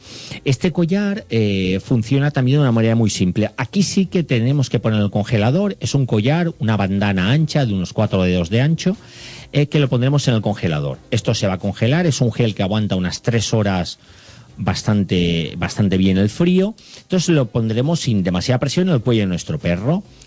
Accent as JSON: {"language": "Spanish", "town": "Guadassuar", "region": "Valencian Community", "country": "Spain", "said": "yo vivo muy cerca, yo soy de Guadasuar"}